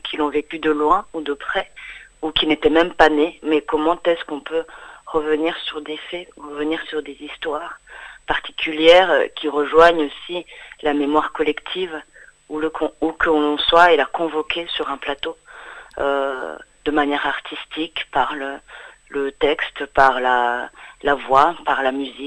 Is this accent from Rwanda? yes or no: yes; Rwanda; moved away; also born or lived in England; Moi, je suis partie du Rwanda à l'été 94, donc c'était à la fin du génocide des Tutsis en avril 94, qui a commencé en avril 94 jusqu'en juillet 94. Et nous sommes allés en Angleterre